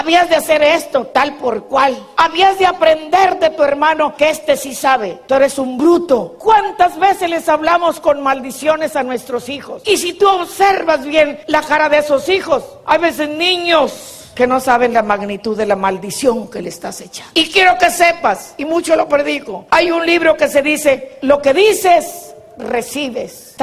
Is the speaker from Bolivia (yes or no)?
no; Mexico; porque yo soy mexicana, no porque tenga Davis. No, hombre, soy mexicana y como mexicana conozco mi cultura.